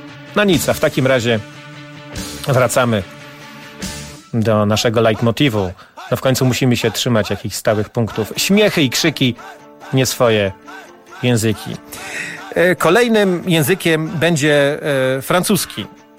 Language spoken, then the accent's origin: Polish; Silesian Voivodeship, Poland; accent: Silesian; W sprawie mojego śląskiego akcentu Tomek znowu mnie molestuje.